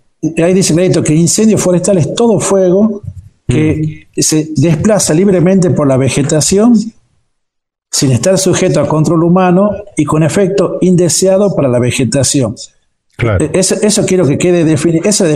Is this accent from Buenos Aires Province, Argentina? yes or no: no; San Antonio, Catamarca, Argentina; born there; yo soy nacido en San Antonio, de Fray Montesquieu.